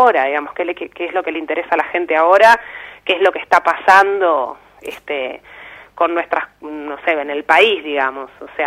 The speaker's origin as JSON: {"language": "Spanish", "town": "La Plata", "region": "Buenos Aires Province", "country": "Argentina", "lives_now": "Buenos Aires, Argentina", "said": "platense. Claro, yo soy de La Plata y hace como ya 7-8 años que estoy viviendo en Capital."}